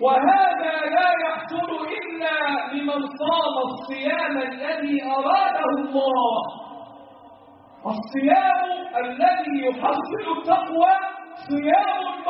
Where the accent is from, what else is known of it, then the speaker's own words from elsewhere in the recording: Egypt; اللهم احفظ بلدنا مصر